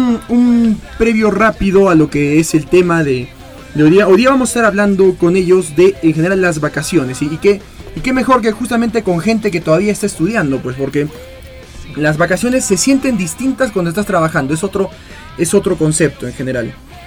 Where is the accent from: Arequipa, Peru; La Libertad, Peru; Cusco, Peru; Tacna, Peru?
Arequipa, Peru; como buenos arequipeños y que nos gusta nuestra comida